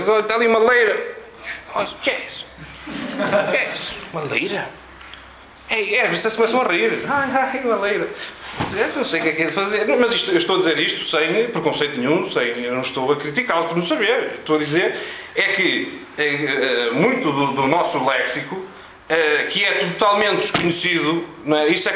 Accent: Braga, Norte, Portugal; eu sou de Braga, trabalho em Tomar.

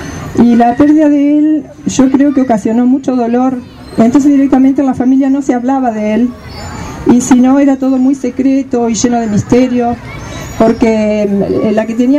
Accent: Nogoyá, Entre Ríos, Argentina; born there; moved away as an adult; also born or lived in Rosario; Yo viví un tiempo en Rosario. Yo soy nacida en Nogoyá, mi familia toda es de Nogoyá, Entre Ríos. Pero después, cuando me casé, me fui a vivir a Rosario.

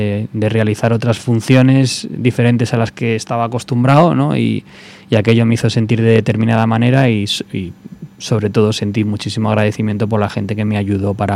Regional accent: Galicia, Spain; cuando crecí allí en Pontevedra, en aquel pueblo de Pontevedra, en el Prado, en el que tenían la casa

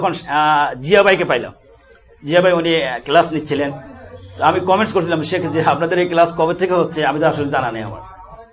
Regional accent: Noakhali, Chittagong Division, Bangladesh; আমার দেশের বাড়ি নোয়াখালী

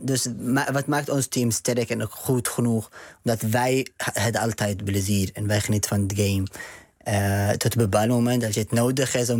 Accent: Yemen; Dutch is a second language; now in Netherlands; Ik kom uit Jemen.

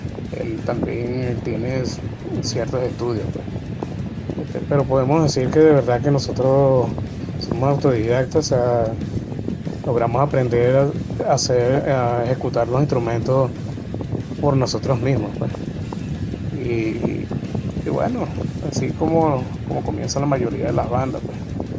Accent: Santiago, Santiago Metropolitan Region, Chile; allá de Santiago, de Chile. Un placer estar en tu radio.

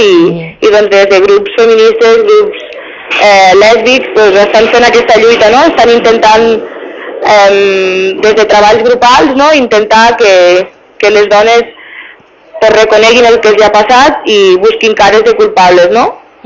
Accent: Catalonia, Spain; i jo, pues, soc de Catalunya, no? Vaig néixer allí, i allí parlem un altre idioma, i també es parla el castellà, no?

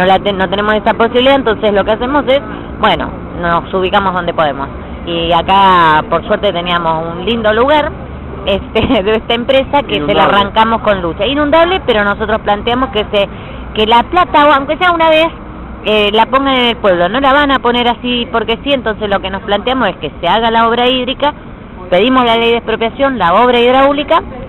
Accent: Alejandro Korn, Buenos Aires Province, Argentina; soy de Alejandro Korn, partido San Vicente, provincia de Buenos Aires.

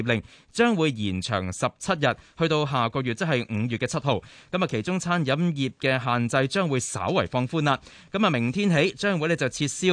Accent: Hong Kong; 我哋香港人

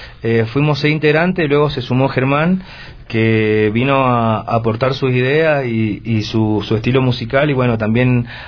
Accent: Cuyo, Argentina; nosotros venimos de la región de Cuyo. La región de Cuyo viene siendo... Argentina se divide en diversas regiones

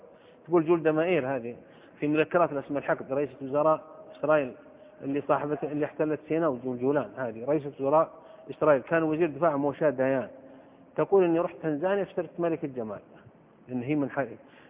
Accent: Saudi Arabia; في بلدة عندنا في السعودية كان ينبهون على الناس

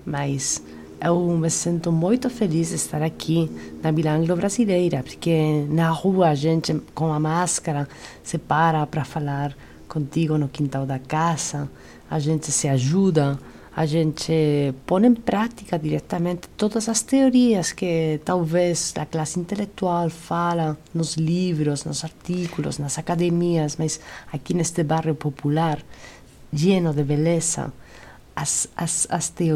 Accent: Spain; Portuguese is a second language; now in Brazil; E sabe que eu, como espanhola que está aqui acolhida...

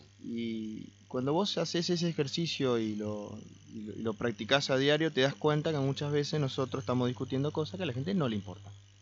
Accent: Argentina; ¿Qué necesitamos como argentinos para transformarnos?

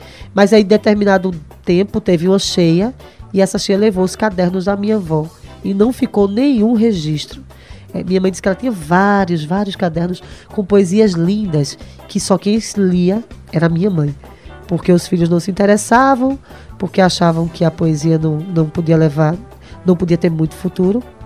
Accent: Recife, Pernambuco, Brazil; eu sou de Recife, né, como eu falei antes, mas minha família toda é do sertão do Pajeú, da cidade de Itabira.

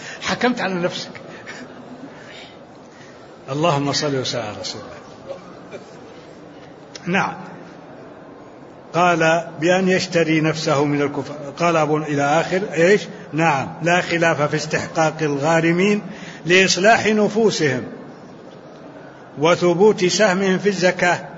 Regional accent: Libya; أنا من ليبيا.

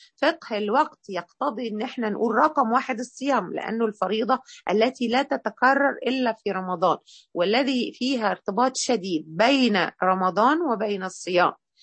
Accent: Egypt; كده منطقة فيها إشكالية عندنا احنا في مصر، مش في كل الدول على فكرة

